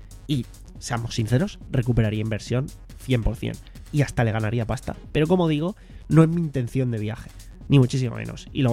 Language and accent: Spanish; Spain; como aquí somos unos putos crápulas, hablo en general como sociedad española en ese sentido